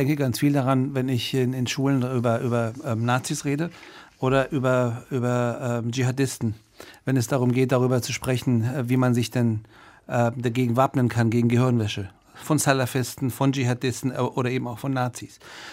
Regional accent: Germany; ich bin Bundestagsabgeordneter, bin Deutscher, vertrete die Deutschen und die Menschen in Deutschland im Bundestag und auch draußen. Und abends gehe ich nach Hause, mache die Tür zu, höre schlechte iranische Popmusik und bin dann Iraner.

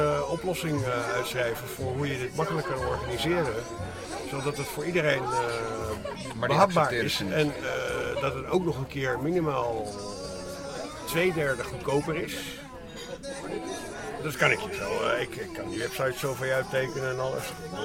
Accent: Amsterdam, North Holland, Netherlands; born there; mijn geboortegrond is begraven onder Amsterdam Zuidoosten.

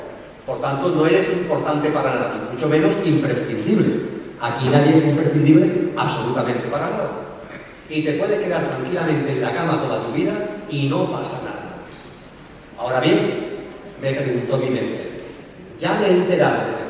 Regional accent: Seville, Andalusia, Spain; born there; en el Hospital García Morato de Sevilla, que fue donde yo nací

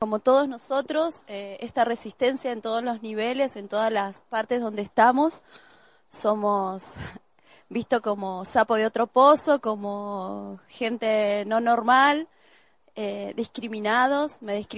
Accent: Cutral Có, Neuquén, Argentina; born there; now in General Roca, Argentina; Nací en Cutralcó y vivo hace 14 años en Fisquemenuco, que así lo llamamos antiguamente, lo mal llamado General Roca. Sí

